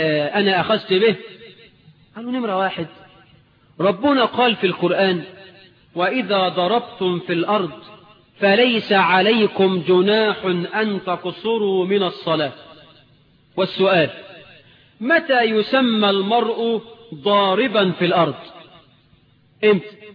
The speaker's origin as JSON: {"language": "Arabic", "town": "Suez", "region": "Suez Governorate", "country": "Egypt", "said": "اني راجل من السويس بلدي وركبت الباخرة"}